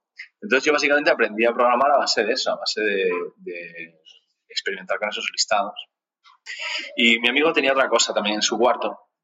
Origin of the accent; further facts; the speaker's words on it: Spain; now in Netherlands; Yo vivo en Holanda, aunque originalmente soy español.